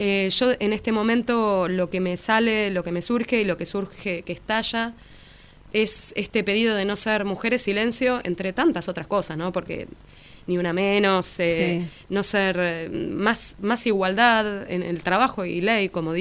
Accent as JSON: {"language": "Spanish", "region": "Buenos Aires", "country": "Argentina", "said": "si bien soy de Capital, vengo semanalmente a Lanús a dar clases en la Escuela de Música Popular de Lanús."}